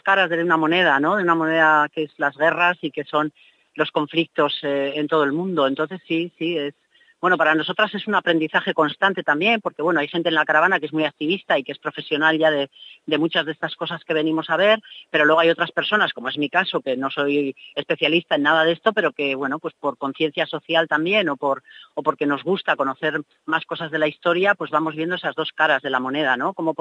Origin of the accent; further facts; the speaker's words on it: Basque Country, Spain; Las que venimos de Euskal Herria, además, sabemos que allí se fabrica mucho material bélico